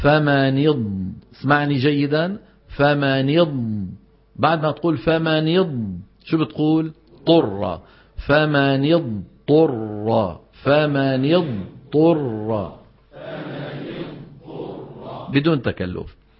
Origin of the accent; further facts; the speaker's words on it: Syria; تبهنا شلون، خاصة عندنا في الشام بيقول لك الجبال أولئك أصحاب الجنة